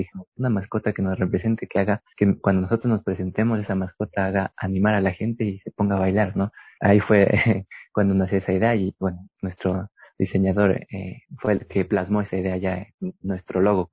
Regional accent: Quito, Pichincha, Ecuador; Yo soy de Quito

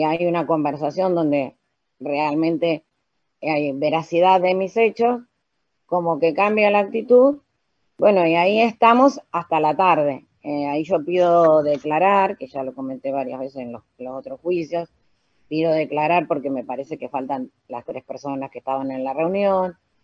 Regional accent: Arrecifes, Buenos Aires Province, Argentina; le digo que soy de Arrecife, me identifico

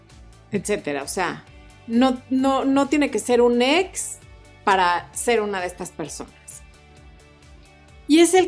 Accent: Mexico; O dicho más coloquialmente, como decimos en México, ni pichan, ni cachan, ni dejan batear.

